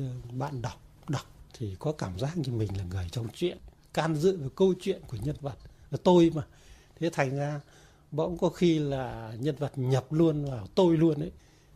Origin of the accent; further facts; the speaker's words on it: Tam Diep, Ninh Binh, Vietnam; là đúng là cái vùng bán sơn địa Tam Điệp Ninh Bình quê tôi ấy.